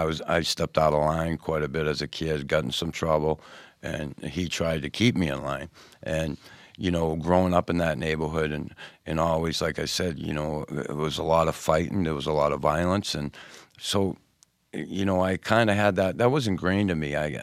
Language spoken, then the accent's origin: English; Boston, Massachusetts, United States; my whole life growing up in Boston, where I grew up in the neighborhood, and during hockey, I always had to have the armor on.